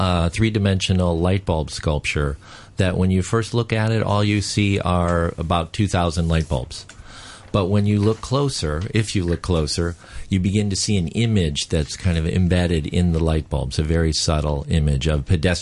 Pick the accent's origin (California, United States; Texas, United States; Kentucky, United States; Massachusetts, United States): California, United States; San Francisco; I'm from San Francisco, yes.